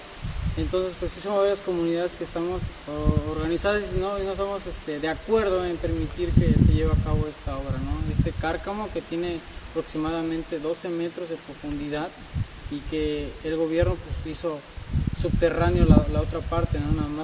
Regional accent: Cotaxtla, Veracruz, Mexico; soy del municipio de Cotaxtla y soy un afectado más río abajo del nacimiento del río Atoyac.

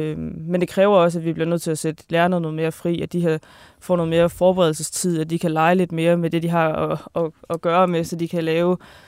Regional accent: Kolding, Region of Southern Denmark, Denmark; jeg kommer fra Kolding, og der ligger noget tæt på, der hedder Haderslev.

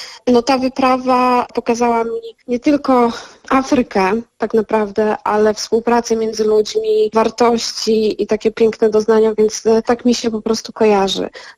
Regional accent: Zakopane, Lesser Poland, Poland; ja wychowałam się i urodziłam się w Zakopanem i od małego pamiętam, jak rodzice wyciągali mnie i mojego brata w góry

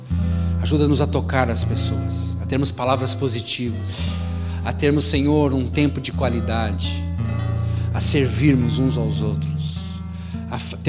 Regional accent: Brazil; born there; Se eu fosse apelar, eu sou de origem russa, sou descendente de russo, e os russos têm mania de beijar os amigos, até na boca. Graças a Deus eu nasci do Brasil.

